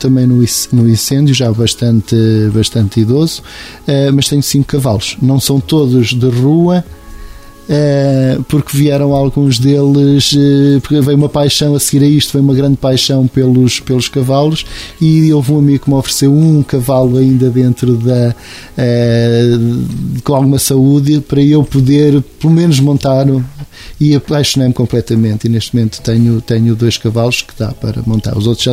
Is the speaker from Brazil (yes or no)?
no; Venda da Esperança, Portugal; eu morava em miúdo na Venda da Esperança, uma zona sempre de estrada